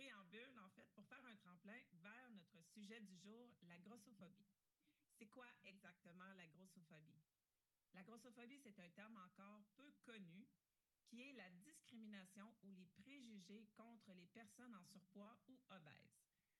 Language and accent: French; Quebec, Canada; juste le fait que ça soit enfin offert chez nous au Québec en français